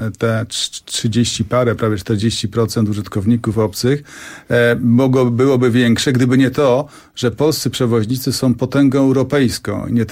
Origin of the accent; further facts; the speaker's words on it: Silesian Voivodeship, Poland; ponieważ jestem ze Śląska, to tytkę też mamy już gotową.